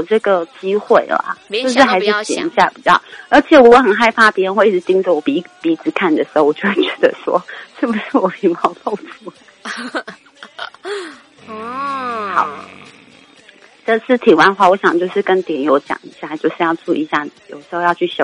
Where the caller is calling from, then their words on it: Taipei, Taiwan; 我是台北的